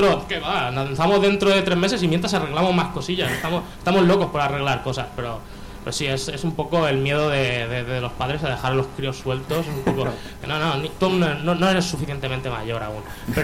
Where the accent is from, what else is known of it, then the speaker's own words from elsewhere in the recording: Elche, Valencian Community, Spain; bueno, nosotros somos de Elche